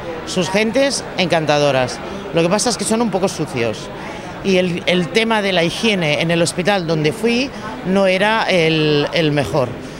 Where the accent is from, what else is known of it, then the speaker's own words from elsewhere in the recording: Catalonia, Spain; Yo soy catalana, los catalanes siempre pensamos en vender.